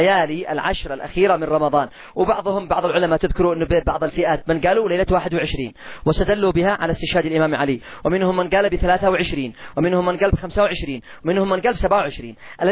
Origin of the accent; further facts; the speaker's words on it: Yemen; سعر الدقيق والقمح عندنا في اليمن ما تقلش عن 300 ريال